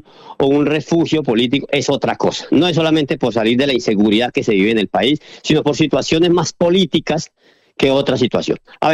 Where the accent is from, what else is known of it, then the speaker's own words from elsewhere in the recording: Colombia; moved away as an adult; now in Spain; hasta hace 25 años que me vine para España, que ya tengo 60, llevo 25 acá, tenía 31 cuando me vine de Colombia